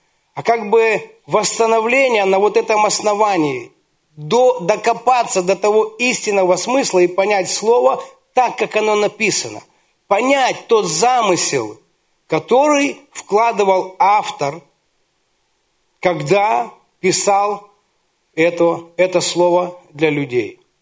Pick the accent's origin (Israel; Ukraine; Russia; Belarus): Ukraine; мы с Украины, и там рядом с Днепром есть город Кривой Рог.